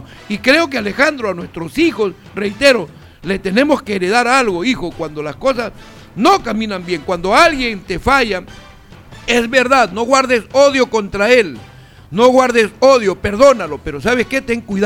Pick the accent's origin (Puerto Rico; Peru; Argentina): Peru; En realidad somos los peruanos los que permitimos una vez más el ingreso de esta gente